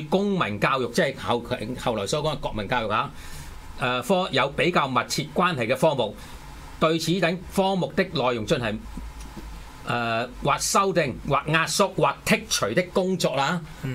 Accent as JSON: {"language": "Cantonese", "country": "Hong Kong", "said": "係為咗我哋香港人融入呢個一國一制嘅"}